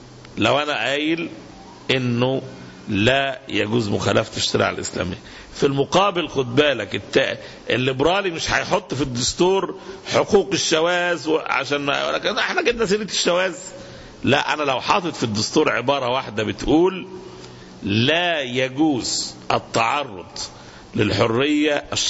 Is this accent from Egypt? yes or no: yes; Egypt; احنا عندنا في مصر في الظروف الحالية المعركة بفضل الله يدركها عامة الناس